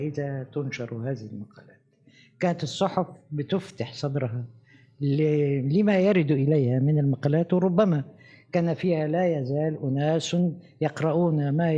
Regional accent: Egypt; أنا لما جيت من مصر لروما هنزيل عليه، ده أنا عندي عمارة أهم منكم 100 مرة

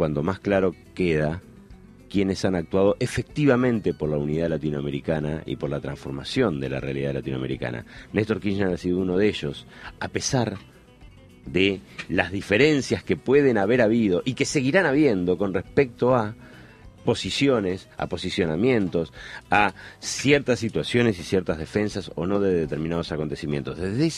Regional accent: Uruguay; now in Argentina; como latinoamericano, como uruguayo, que vive en la Argentina desde hace mucho tiempo

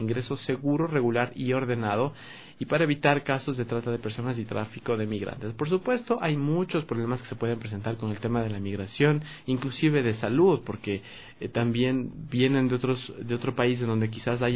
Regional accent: Ecuador; nuestras realidades también como ecuatorianos, en algún momento nos hemos visto obligados a migrar

